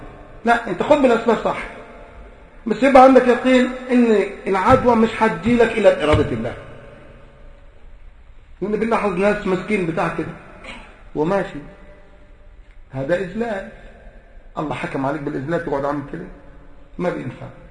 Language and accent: Arabic; Egypt; احنا عندنا في مصر وصلت 5000 وشوية يورو